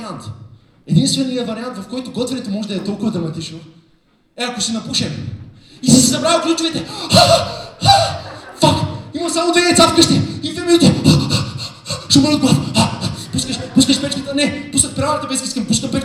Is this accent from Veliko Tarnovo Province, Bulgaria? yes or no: yes; Veliko Tarnovo, Veliko Tarnovo Province, Bulgaria; Аз примерно съм от Велико Търново, връщам се понякога.